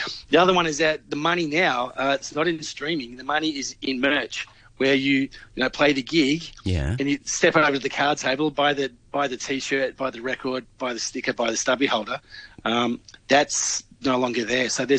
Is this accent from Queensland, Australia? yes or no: no; Victoria, Australia; I mean, in my home state, Victoria, they declared a state of emergency.